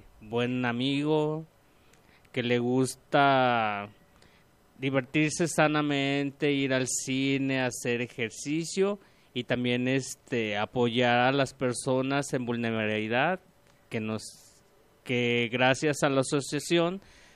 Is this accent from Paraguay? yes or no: no; Guadalajara, Jalisco, Mexico; Yo soy originario de aquí, de Guadalajara.